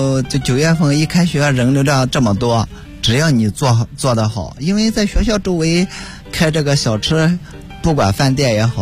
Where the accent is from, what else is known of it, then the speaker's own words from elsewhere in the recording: Shaanxi, China; 本身咱是陕西人，咱有优越的条件，就是说咱从原先就做餐饮行业